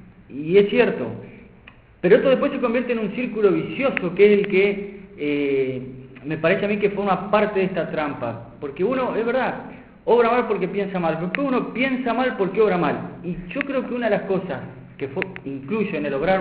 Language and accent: Spanish; Paraná, Entre Ríos, Argentina; moved away as an adult; also born or lived in Buenos Aires; yo soy de Paraná y cuando fui a estudiar a Buenos Aires